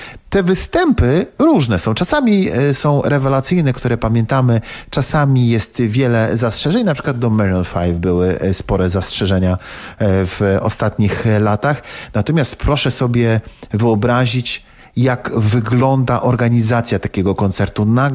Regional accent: Szczecin, West Pomeranian Voivodeship, Poland; To tak jak trochę jest, jak ja pochodzę ze Szczecina i czasami się z Krakusami tak nie mogę do końca porozumieć.

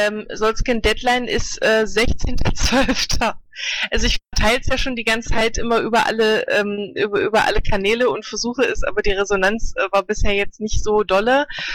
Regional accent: Leipzig, Saxony, Germany; ich bin aus Leipzig und ich bin hier ab in 16 Tagen Stadträtin.

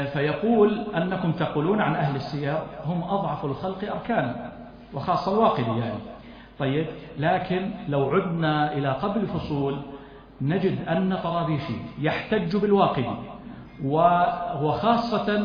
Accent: Jordan; وعندنا في الأردن وفي غيرها

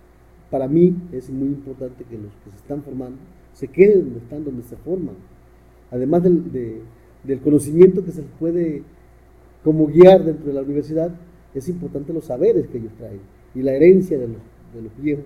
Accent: Guerrero, Mexico; Soy de aquí, de la Costa Chica de Guerrero, México, y aquí me he desarrollado como político, como gestor

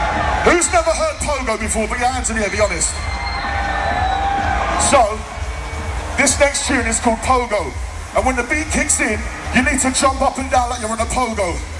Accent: London, United Kingdom; If you don't know me, I'm from London, representing.

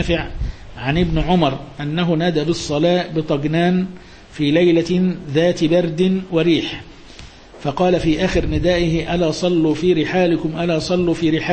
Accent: Egypt; طبعا ده مش موجود برضو عندنا في مصر، يعني البرد الشديد اللي يمنع الناس مش موجود

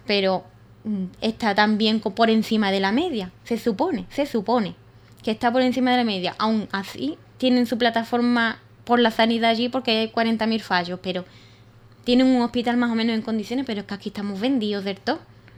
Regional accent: Andalusia, Spain; cuando es que encima somos los andaluces el servicio de salud el que cobra menos

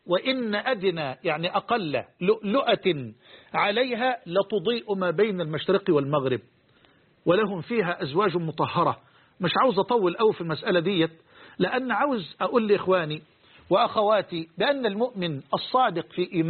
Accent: Egypt; عندنا في مصر بلوع عجلة برا اللي هي البايسكل

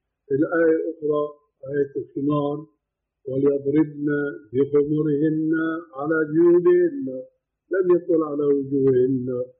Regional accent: Syria; كما يقولون عندنا بالشام

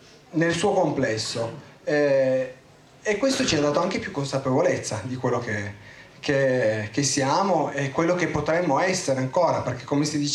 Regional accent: Piedmont, Italy; Io sono cresciuto in Valle di Susa, sono nato e cresciuto lì

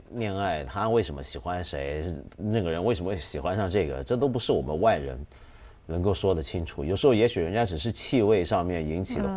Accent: China; 师生恋其实我们中国人比较常见比较能接受

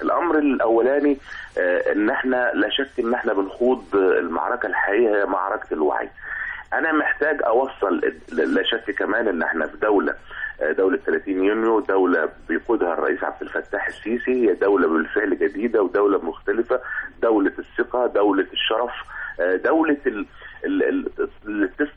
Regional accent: Upper Egypt, Egypt; حتى أن أنا كوني من أهل الصعيد

